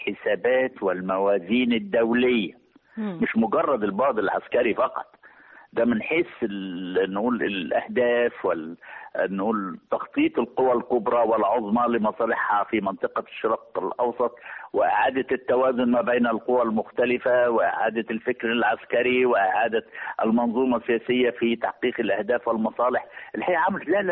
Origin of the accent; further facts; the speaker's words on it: Egypt; كل معركة منهم لها نقول قصة نفتخر بها كمصريين